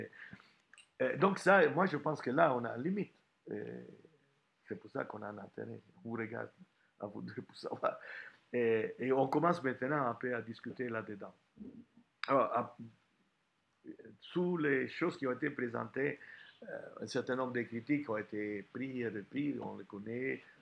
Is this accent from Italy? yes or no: yes; Italy; French is a second language; en tant qu'Italien